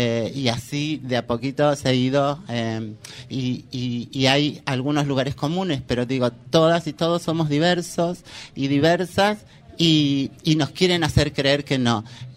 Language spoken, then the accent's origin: Spanish; Córdoba, Argentina; born there; now in Buenos Aires, Argentina; puedo decir que soy traba, que soy habitante de la Ciudad Autónoma de Buenos Aires, pero nacida en Córdoba.